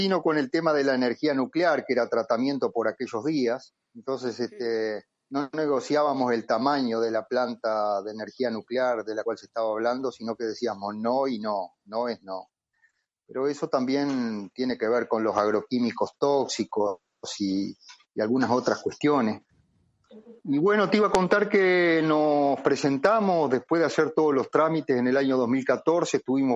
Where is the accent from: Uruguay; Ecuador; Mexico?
Uruguay; Paysandú; now in Montevideo, Uruguay; yo soy un uruguayo, un oriental, nacido en el interior, en el departamento de Paysandú, una ciudad de aproximadamente unos 70-80 mil habitantes, que se viene a estudiar agronomía a Montevideo